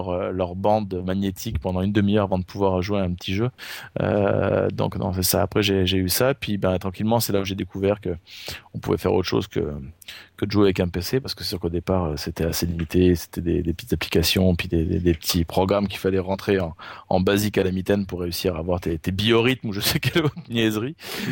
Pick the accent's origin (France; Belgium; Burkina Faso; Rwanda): France; now in Canada; je viens de France. Ça fait 20 ans que je suis au Québec maintenant, donc j'ai ma citoyenneté depuis maintenant plus d'une dizaine d'années.